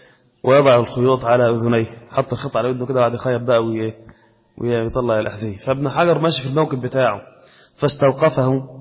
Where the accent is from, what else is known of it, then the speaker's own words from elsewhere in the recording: Egypt; كان عندنا في مصر هنا رئيس القضاء